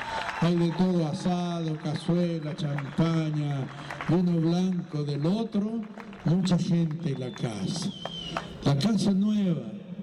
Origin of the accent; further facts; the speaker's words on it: Temuco, Araucanía, Chile; Además que somos de Temuco